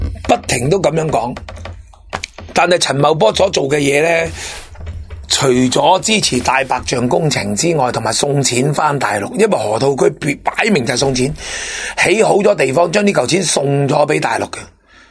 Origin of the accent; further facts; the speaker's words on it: Hong Kong; 咁我哋香港人最需要起医院啦